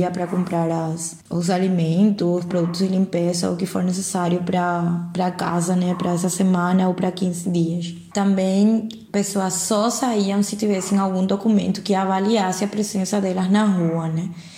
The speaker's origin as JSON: {"language": "Portuguese", "country": "Paraguay", "second_language": "Portuguese", "said": "sou paraguaia, sou médica formada pela Universidade Federal de Pernambuco, mas atualmente, já na verdade faz uns 4 anos que eu estou morando no Paraguai de novo."}